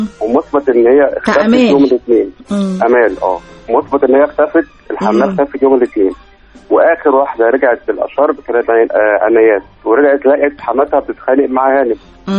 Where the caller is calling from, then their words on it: Cairo, Cairo Governorate, Egypt; من القاهرة.